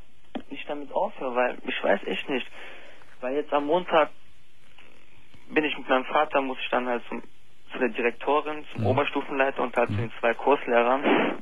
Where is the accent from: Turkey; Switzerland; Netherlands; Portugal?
Turkey; ich bin halt Türke, also wir sind halt Moslems